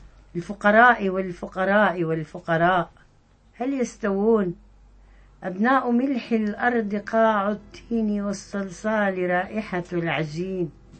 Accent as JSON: {"language": "Arabic", "country": "Syria", "said": "فأنا شخصيا أرفض رفض قاطع أن أقول أني سورية، أنا عربية سورية."}